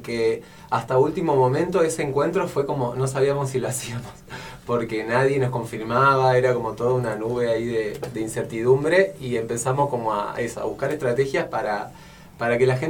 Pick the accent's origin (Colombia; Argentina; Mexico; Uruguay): Argentina; Córdoba; que yo, por ejemplo, que vengo de Córdoba hace muy poco